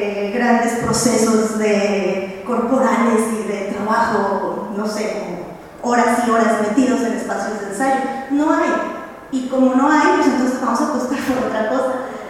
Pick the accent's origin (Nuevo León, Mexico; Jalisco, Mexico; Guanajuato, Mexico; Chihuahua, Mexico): Guanajuato, Mexico; vengo de Guanajuato